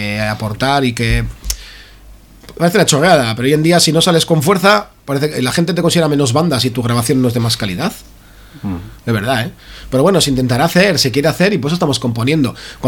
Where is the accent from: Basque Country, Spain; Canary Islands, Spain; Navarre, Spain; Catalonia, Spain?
Basque Country, Spain; Basauri; Somos de Basauri, nos pilla todo muy bien